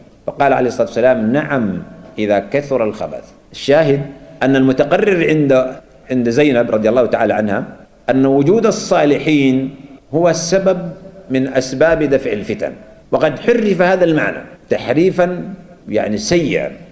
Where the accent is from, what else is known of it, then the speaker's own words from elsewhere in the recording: Sudan; نحن عندنا في السودان هنا